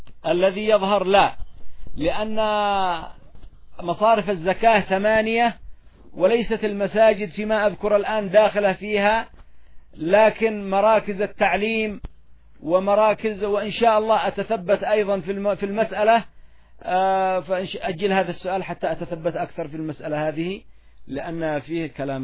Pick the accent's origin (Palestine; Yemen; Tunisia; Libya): Yemen; فالعامة حتى نحن ها هنا نعاني من هذه المشاكل، إلا أن عندنا في اليمن